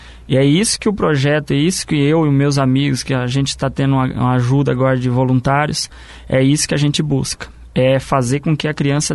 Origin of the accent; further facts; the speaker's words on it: Paraná, Brazil; Eu sou do Porto Belo.